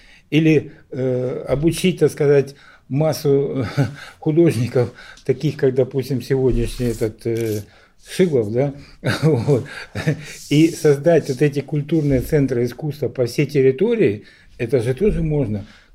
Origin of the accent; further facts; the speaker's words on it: Donbas, Ukraine; Вот я говорил уже, что я сам с Донбасса, да.